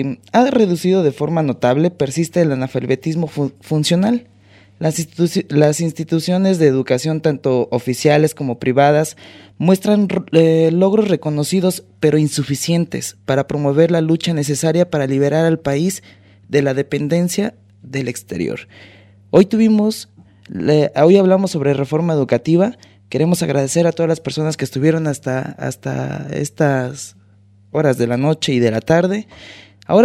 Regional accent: Mexico; es la voz de mi pueblo rebelde allá. Ese gran país que se llama México

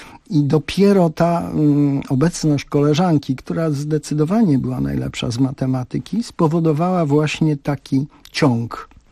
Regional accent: Przeworsk, Subcarpathian Voivodeship, Poland; born there; mnie na świat Bocian przeniósł w Przeworsku. To było, gdy się urodziłem, małe miasteczko na Rzeszowszczyźnie, które miało około 3000 mieszkańców

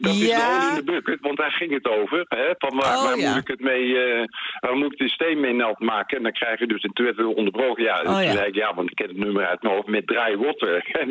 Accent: North Brabant, Netherlands; Ik ben een Brabander.

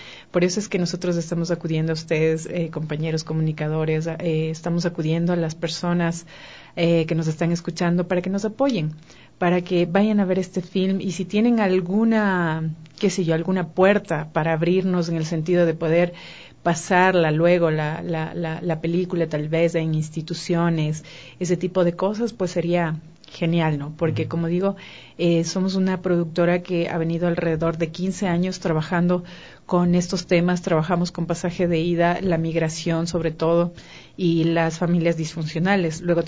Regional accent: Ecuador; Y nosotros decíamos, no, somos ecuatorianos.

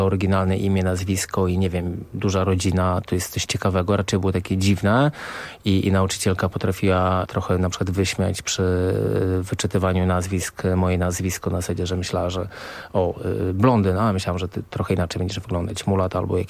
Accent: Warsaw, Masovian Voivodeship, Poland; bo jesteśmy z Bielany, jakby tam mieliśmy mieszkanie, więc tam się wychowałem

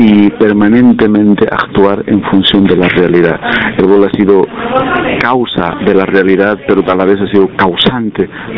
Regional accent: Bolivia; soy de Bolivia

